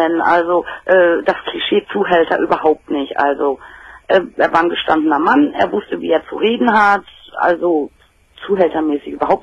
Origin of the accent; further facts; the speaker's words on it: Dortmund, North Rhine-Westphalia, Germany; born there; ich bin gebürtige Dortmunderin, also.